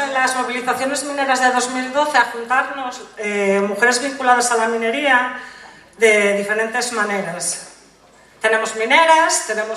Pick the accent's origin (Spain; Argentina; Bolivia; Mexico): Spain; Asturias; yo soy asturiana. Yo creo que toda la vida, desde muy pequeña, tengo 37 años, yo en Asturias siempre vi una lucha activa